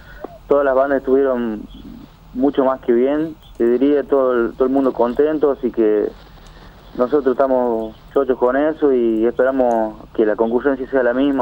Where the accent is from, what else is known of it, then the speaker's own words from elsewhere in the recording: Chilecito, La Rioja, Argentina; nosotros, que somos de Chilecito.